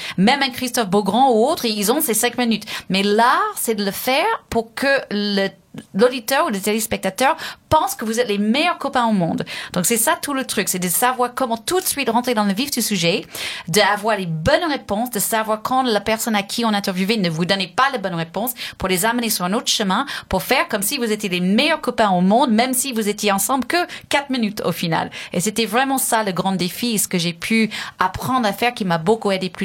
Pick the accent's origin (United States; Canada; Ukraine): United States; French is a second language; now in France; comme je venais des États-Unis, qui est un pays énorme, je trouvais en France, ça me semblait... Il n'y avait pas de pression parce que ça me semblait abordable.